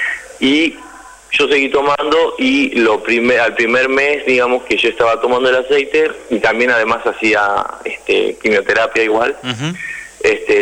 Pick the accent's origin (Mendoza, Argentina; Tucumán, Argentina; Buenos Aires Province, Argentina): Tucumán, Argentina; yo soy de Tucumán, mi mamá lo podría plantar en Tucumán.